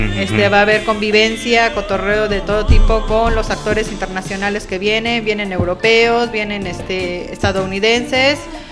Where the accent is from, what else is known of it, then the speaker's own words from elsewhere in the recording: Mexico City, Mexico; Sí, yo soy de la Ciudad de México.